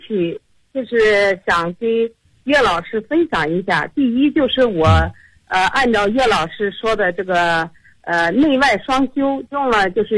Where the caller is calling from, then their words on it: Urumqi, Xinjiang, China; 我是新疆的你的听众。